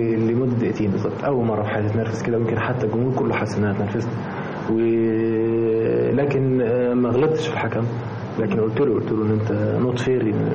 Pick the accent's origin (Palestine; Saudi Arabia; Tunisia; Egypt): Egypt; ان احنا كمصريين وكشعب طيب وشعب عاطفي سكتنا